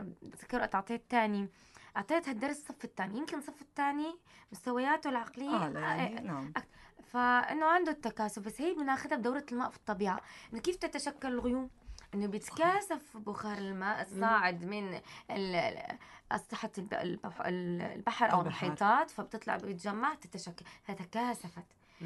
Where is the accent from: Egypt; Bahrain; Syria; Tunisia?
Syria; Tartus, Tartus Governorate; موجود في عندنا بطرطوس حديقة حيوان؟ بدنا نلجأ انه في ضيعة